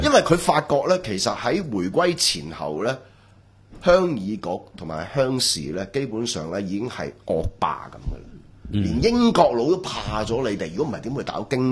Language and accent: Cantonese; Hong Kong; 你唔好呃我哋香港人